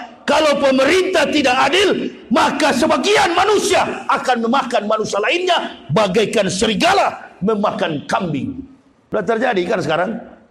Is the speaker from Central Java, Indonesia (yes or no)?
no; Manado, North Sulawesi, Indonesia; Saya orang Manado, orang Sulawesi